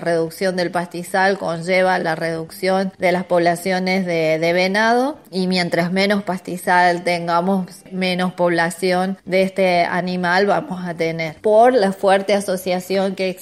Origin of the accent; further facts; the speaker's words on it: Argentina; todos queremos conservar lo que es nuestro, lo que nos representa además como argentinos.